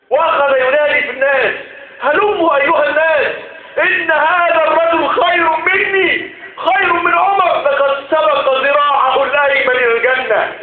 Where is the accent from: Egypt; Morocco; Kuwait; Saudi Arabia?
Egypt; اجعل بلدنا مصر امنا مطمئنا